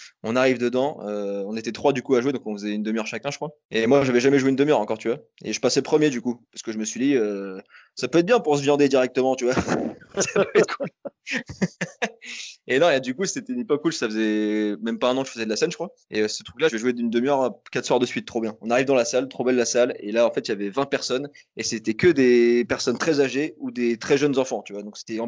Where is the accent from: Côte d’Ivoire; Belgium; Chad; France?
France; Toulouse, Occitanie; Et on va en ville avec ma caisse, je suis de Toulouse.